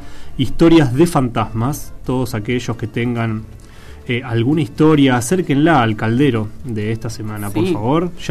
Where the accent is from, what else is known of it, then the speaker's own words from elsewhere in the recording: Hurlingham, Buenos Aires Province, Argentina; Yo soy de Hurlingham o Harlingham para cierta...